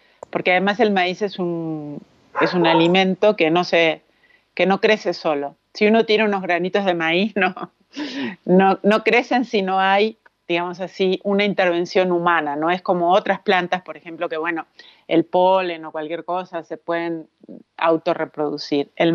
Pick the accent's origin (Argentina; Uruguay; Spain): Uruguay; now in Mexico; yo como uruguaya, ya desde que llegué a México me di cuenta